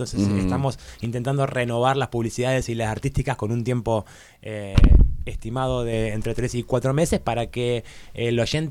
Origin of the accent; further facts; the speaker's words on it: Luján, Buenos Aires Province, Argentina; Es Luján, provincia de Buenos